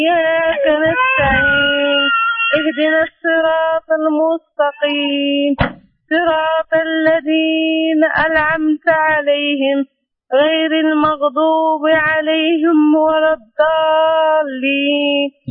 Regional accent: Morocco; من أنا مغربية.

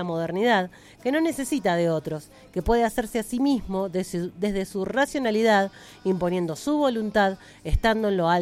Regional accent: Dorrego, Buenos Aires, Argentina; born there; Yo nací en Dorrego y el programa se va a retransmitir en Radio Submarina de mi pueblo natal.

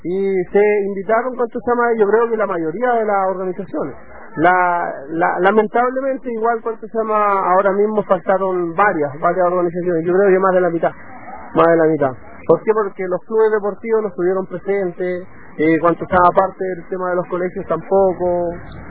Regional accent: Chile; nosotros somos chilenos, como se dice.

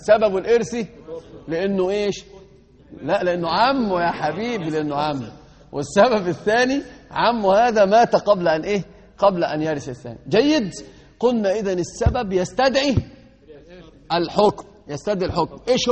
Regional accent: Egypt; المثل عندنا في مصر يقولون الرجل من ساعة بينفخ في قربة مقطوعة

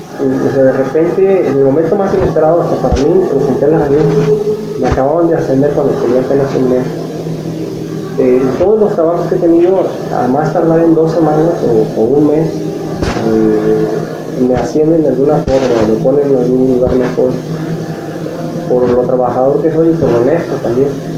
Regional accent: Sinaloa, Mexico; yo tuve unos problemas en Sinaloa, que es de donde soy

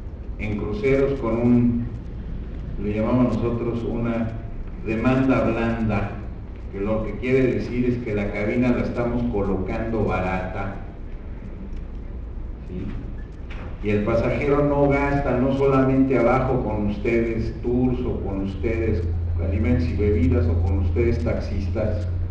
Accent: Mexico; Yo soy mexicano y vivo en México.

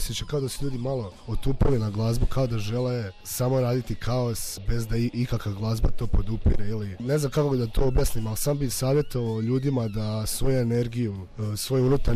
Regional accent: Osijek, Osijek-Baranja County, Croatia; imali smo nastup u Osijeku, pretprošlo ljeto, bilo je odlično, bilo je dosta ljudi, dobili smo i putne troškove, a to je moj rodni grad, pa isto imalo kao neko spiritualno, duhovno značenje.

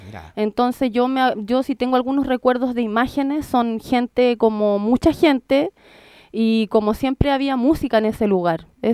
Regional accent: Peñalolén, Santiago Metropolitan, Chile; born there; Yo nací en Peñalolén

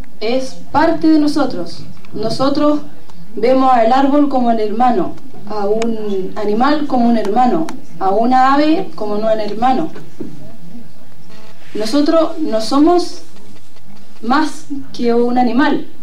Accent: Licán Ray, Araucanía, Chile; Hola a todos los hermanos, yo soy de Licanray de Chile, del país de Chile

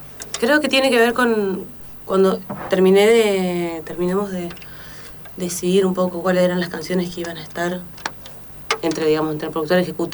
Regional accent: Córdoba, Argentina; De Córdoba Capital.

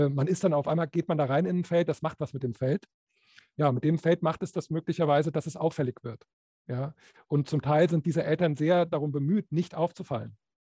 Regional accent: Bremen, Germany; Ich komme ja aus Bremen

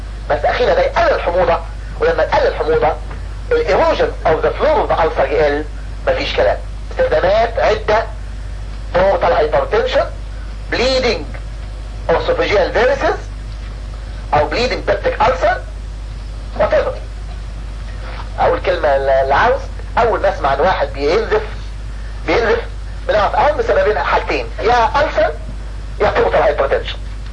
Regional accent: Egypt; والناس عندنا في مصر ما تحبش اللونج تيرم ثيرابي

